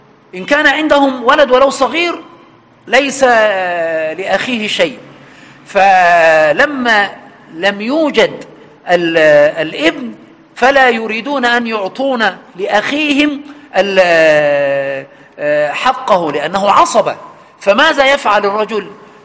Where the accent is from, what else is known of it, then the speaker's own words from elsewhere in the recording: Egypt; سواء عندنا في مصر في وجه البحري أو الوجه القبلي